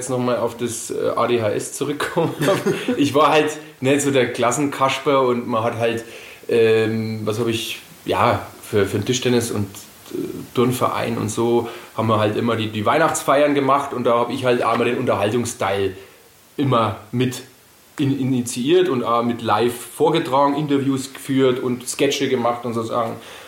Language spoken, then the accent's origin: German; Hof, Bavaria, Germany; und ich komme aus Hof. Und da habe ich alles ein wenig wahrscheinlich davon.